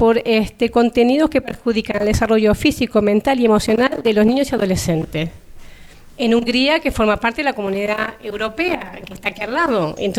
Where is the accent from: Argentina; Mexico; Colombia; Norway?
Argentina; yo que soy argentina, cuando llegué o cuando estaba allí, pensaba que en España era todo el mundo heterosexual, casado, con hijos y punto.